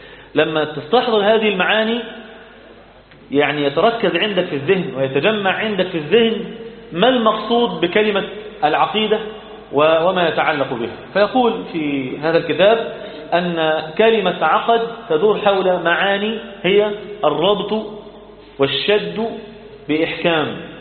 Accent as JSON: {"language": "Arabic", "country": "Egypt", "said": "إحنا بقى كمصريين طبعا"}